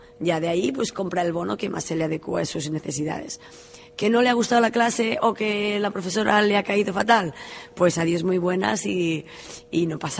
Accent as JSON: {"language": "Spanish", "town": "Girona", "region": "Catalonia", "country": "Spain", "said": "De Girona."}